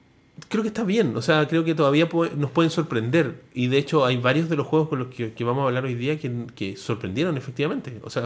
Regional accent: Chile; no somos de Brasil, weón. Somos de Chile.

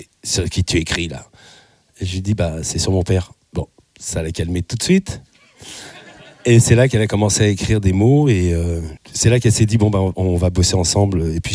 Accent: Chambéry, Auvergne-Rhône-Alpes, France; born there; parce que j'ai joué donc dans ma ville natale, à Chambéry

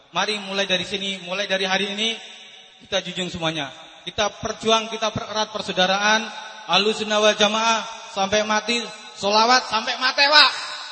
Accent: Sukoharjo, Central Java, Indonesia; Asal saya asli dari Sukoharjo tapi domisili di Keratonan.

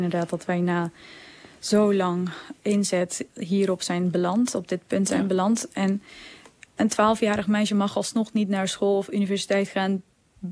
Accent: Afghanistan; Wij als Afghanen staan met z'n allen op.

